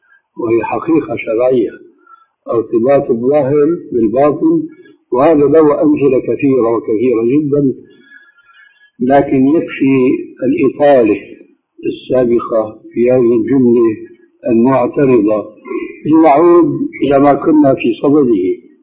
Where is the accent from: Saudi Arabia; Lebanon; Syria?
Syria; كما يقولون عندنا في بلاد الشام وفي سوريا بصورة خاصة